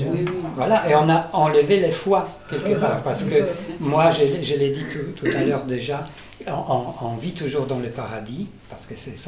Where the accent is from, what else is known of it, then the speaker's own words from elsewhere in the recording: Poland; je suis polonais, et dans les années 90, en Pologne